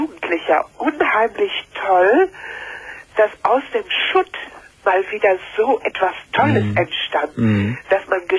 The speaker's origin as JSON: {"language": "German", "town": "Paderborn", "region": "North Rhine-Westphalia", "country": "Germany", "tie": "born there", "said": "ich bin gebürtige Paderbornerin."}